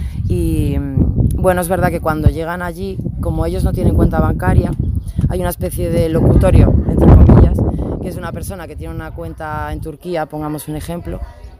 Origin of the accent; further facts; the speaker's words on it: León, Castile and León, Spain; vengo de León.